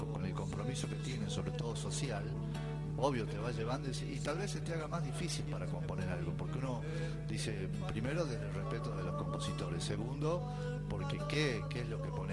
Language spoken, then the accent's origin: Spanish; Brinkmann, Córdoba, Argentina; mi zona, Brickman, Córdoba, de donde yo vengo, estamos no muy lejos de esa zona. De Santa Fe a 200 kilómetros, de Entre Ríos 200 y pico.